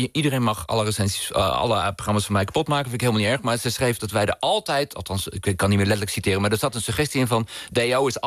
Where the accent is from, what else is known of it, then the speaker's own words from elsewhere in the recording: Nijkerk, Gelderland, Netherlands; Ik kom uit een groot gezin. Ik heb 1 broer en 4 zussen. En we zijn opgegroeid in Nijkerk.